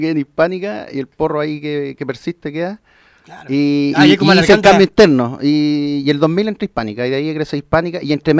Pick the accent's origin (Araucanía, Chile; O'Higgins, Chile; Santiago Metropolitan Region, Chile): Santiago Metropolitan Region, Chile; Santiago; Nací el 78 en La Victoria. Éjale. En la gloriosa población La Victoria.